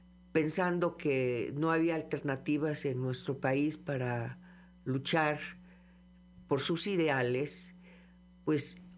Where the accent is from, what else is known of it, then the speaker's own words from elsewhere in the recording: Cosamaloapan, Veracruz, Mexico; me tocó estar en Cosamaloapan, Veracruz, de donde yo soy originaria, y allá el movimiento no se dio.